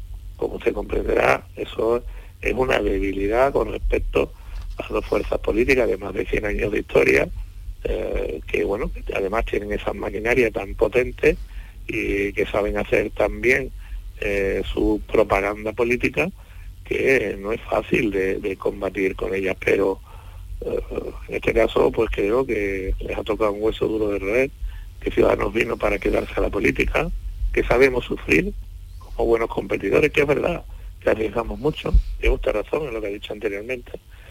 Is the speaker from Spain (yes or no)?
yes; Sanlúcar de Barrameda, Andalusia, Spain; Aparte de que soy de San Lucas